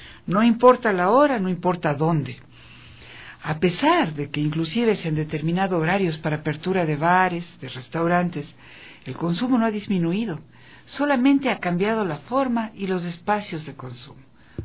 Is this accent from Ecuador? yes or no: yes; Ecuador; Esa es la codificación que como ecuatorianas, es urgente revertir, es urgente cambiar.